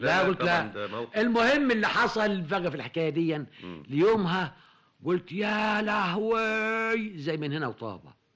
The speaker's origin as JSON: {"language": "Arabic", "region": "Sharqia Governorate", "country": "Egypt", "said": "وهو صعيدي وانا شرقاوي"}